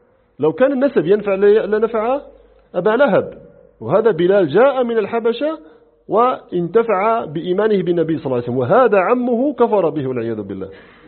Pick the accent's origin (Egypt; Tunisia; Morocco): Morocco; نحن عندنا في المغرب لما جاء قيام الدولة الأدارسة